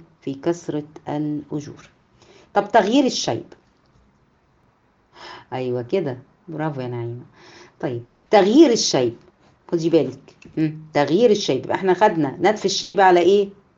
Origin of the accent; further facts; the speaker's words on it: Egypt; ولكن هنا عندنا في مصر